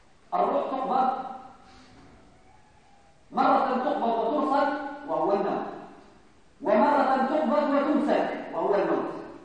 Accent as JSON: {"language": "Arabic", "country": "Morocco", "said": "بزاف آخرين إحنا مغاربة"}